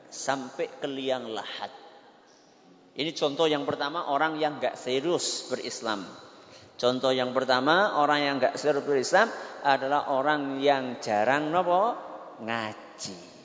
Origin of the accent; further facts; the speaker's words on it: Central Java, Indonesia; accent: Ngapak; Kita kan satu suku kan ya? Kalau saya pakai bahasa ngapak